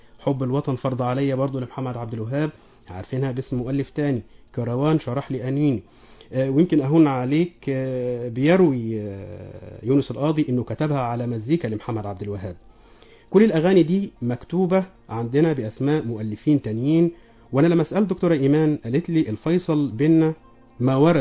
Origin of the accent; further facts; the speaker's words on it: Egypt; اتنقلت على شرايط إذاعة عندنا في مصر هنا